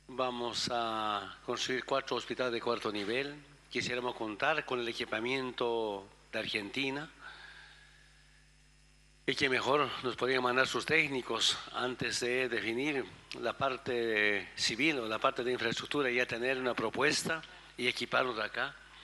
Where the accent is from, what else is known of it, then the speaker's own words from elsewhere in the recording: Bolivia; mi pueblo de Bolivia, hemos avanzado en la salud